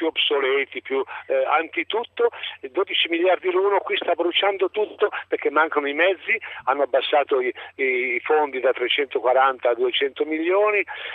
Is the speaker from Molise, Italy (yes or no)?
no; Florence, Tuscany, Italy; No, io sono fiorentino.